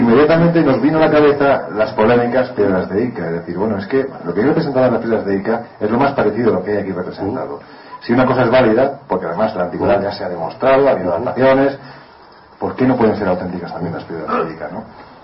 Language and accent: Spanish; Andalusia, Spain; como soy andaluz, como casi todos vosotros, toco madera